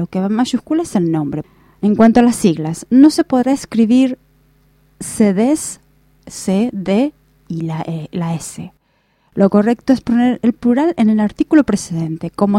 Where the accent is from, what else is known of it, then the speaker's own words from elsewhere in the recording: Argentina; Porque en Argentina, por ejemplo, en mi país es DVD.